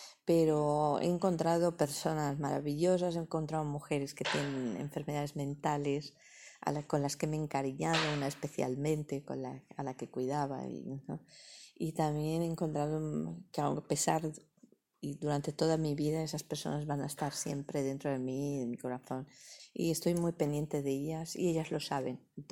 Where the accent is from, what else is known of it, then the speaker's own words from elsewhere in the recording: Spain; Muchas veces los españoles solemos despreciar mucho nuestros mismas.